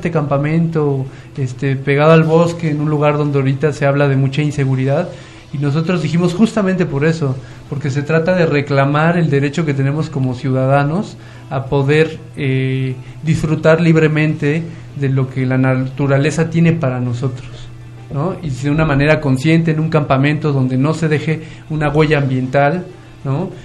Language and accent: Spanish; Mexico City, Mexico; born there; now in Chalco, Mexico; nací en el DF, pero vivía desde hace casi 10 años en la región, en Chalco.